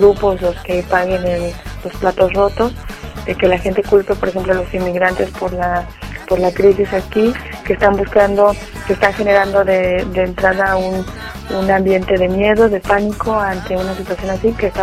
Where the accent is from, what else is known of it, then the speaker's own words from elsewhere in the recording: Mexico; Muchas de las mujeres mexicanas que estamos denunciando desde México también somos testigas